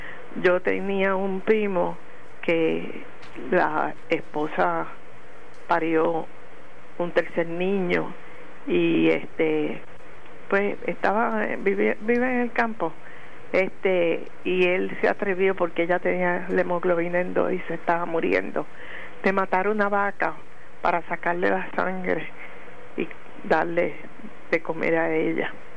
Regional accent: San Germán, Puerto Rico; Y yo soy de San Germán

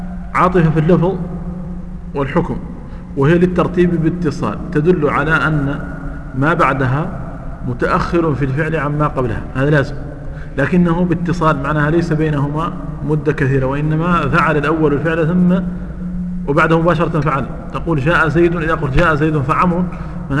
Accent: Mauritania; انا ادركت هذا عندنا في موريتانيا

